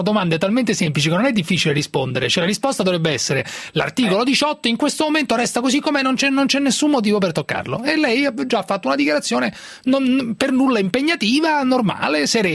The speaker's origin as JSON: {"language": "Italian", "town": "Pisa", "region": "Tuscany", "country": "Italy", "said": "tanto per inimicarsi qualche altro livornese da pisano"}